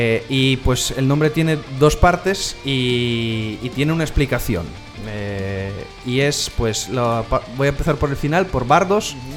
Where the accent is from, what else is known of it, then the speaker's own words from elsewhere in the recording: northern Italy, Italy; now in Spain; Mateo y yo somos del norte de Italia. Es verdad que llevamos viviendo aquí en España muchísimo tiempo.